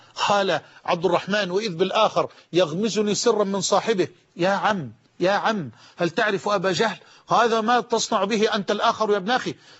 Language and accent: Arabic; Damuh, Egypt; في قريتنا المتواضعة الحبيبة قرية دموه. كنت في الكتاب عند الشيخ مصباح رحمه الله قد حفظت القرآن وأنا في 8 من عمري